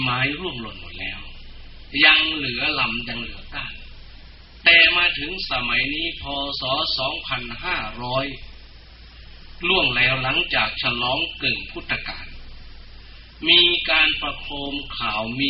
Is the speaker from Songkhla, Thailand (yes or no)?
no; Sakon Nakhon, Thailand; moved away; ผมเองเป็นผลิตผลแห่งวัฒนธรรมพื้นบ้านที่นี่เป็นชาวสกลนครโดยกำเนิดแต่ผมอยู่บ้านนอก